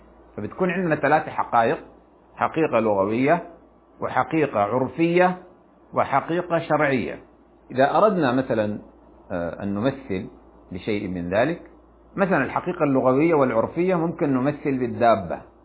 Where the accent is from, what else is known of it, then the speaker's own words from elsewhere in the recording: Sudan; فإننا في بلادنا السودان على وجه الخصوص نرى في هذه الأيام مظاهر غريبة عن ثقافتنا وعن مجتمعاتنا